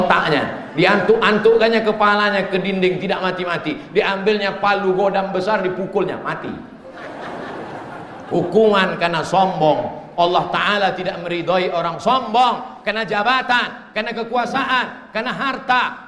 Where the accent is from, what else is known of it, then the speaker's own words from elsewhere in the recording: Riau, Indonesia; Di kampung halaman kami di Riau, ada satu kabupaten namanya Indragiri Hilir.